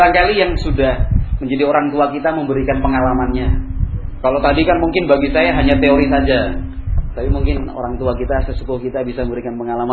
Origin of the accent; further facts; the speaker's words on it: Yogyakarta, Special Region of Yogyakarta, Indonesia; Saya dari Yogyakarta, alhamdulillah.